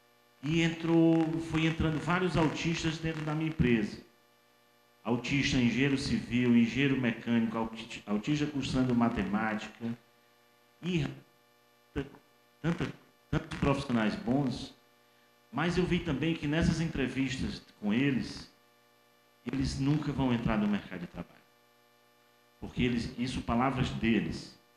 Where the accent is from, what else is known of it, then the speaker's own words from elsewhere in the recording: Ceará, Brazil; now in Piauí, Brazil; eu sou cearense, estou aqui há 6 anos, no Piauí.